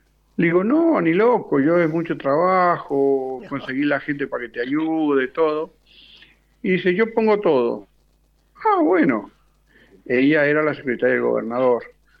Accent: San Juan, Argentina; born there; now in Ushuaia, Argentina; Soy nacido en San Juan y me vine hace 38 años. Me vine acá a Ushuaia y bueno, ya me instalé.

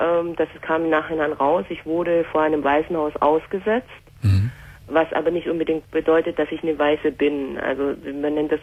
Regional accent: Germany; also born or lived in South Korea; Ich war diesen Sommer zum ersten Mal nach 25 Jahren in meinem Geburtsland in Südkorea.

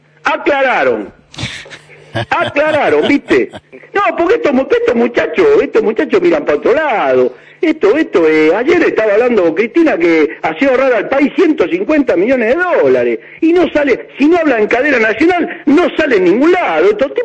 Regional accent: Buenos Aires, Argentina; Sí, yo estoy de la cancha Argentina, estoy a 10 cuadras. Nací en la Paternal, en la isla. Soy isleño a muerte. Aunque soy fanático hincha de Banfield, por esas cosas de la vida, soy isleño de la Paternal

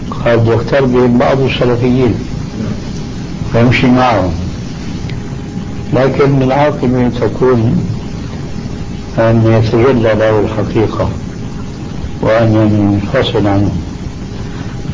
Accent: Syria

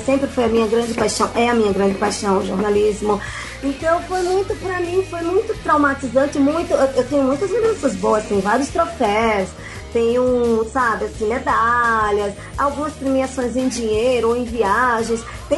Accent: Recife, Pernambuco, Brazil; E aí a gente participou também em Recife, eu sou de Recife, e por Pernambuco e alguns estados do Nordeste

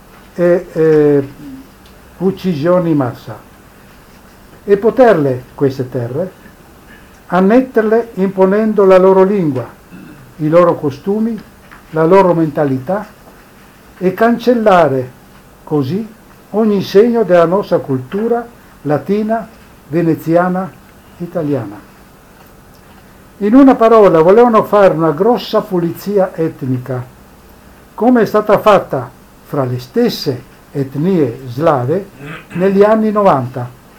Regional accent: Pula, Istria County, Croatia; moved away; Io sono nato a Pola, in Istria, da genitori istrodalmati e ho vissuto tutta la mia infanzia, l'adolescenza, la giovinezza, cullato dalla parlata e dalla cultura italiana.

